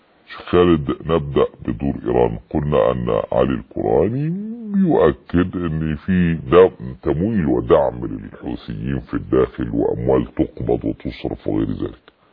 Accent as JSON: {"language": "Arabic", "country": "Egypt", "said": "يعني عندنا في مصر لو قلت الكلام ده يضربون بالنعال"}